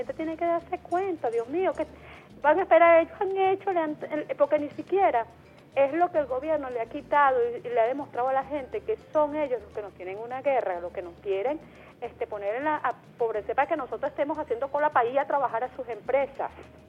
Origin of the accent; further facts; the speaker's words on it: Venezuela; que por favor que prosperemos como venezolanos, que Venezuela sea próspera